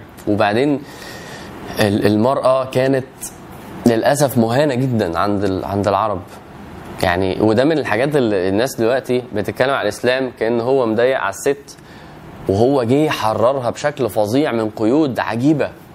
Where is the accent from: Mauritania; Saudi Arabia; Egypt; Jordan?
Egypt; مش زي ما احنا دلوقتي البلد ومصر وانا مصري